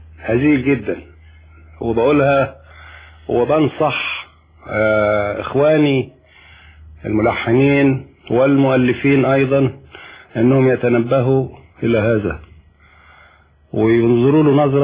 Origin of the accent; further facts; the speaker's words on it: Mansoura, Dakahlia, Egypt; عندنا في المنصوره